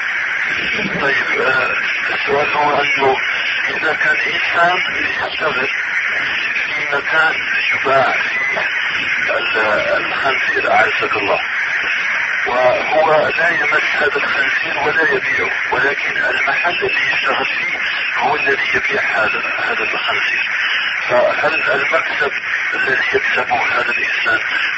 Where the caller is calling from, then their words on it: United States; أنا أتكلم معك من أمريكا وعندي سؤال